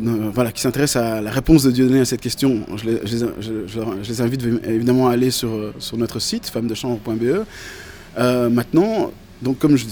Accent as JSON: {"language": "French", "region": "Brussels", "country": "Belgium", "said": "et y compris chez nous à Bruxelles, où d'ailleurs la dernière fois qu'il est venu, le maire de la ville"}